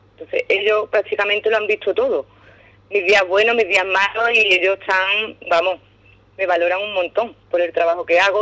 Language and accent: Spanish; Ubrique, Andalusia, Spain; now in Arcos de la Frontera, Spain; que de hecho se creen que soy de Arcos y yo siempre digo que no, que soy ubriqueña. Ubriqueña 100%.